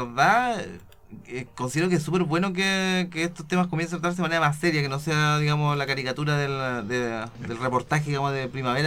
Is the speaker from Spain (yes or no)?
no; Chile; necesitamos bienestar como chilenos.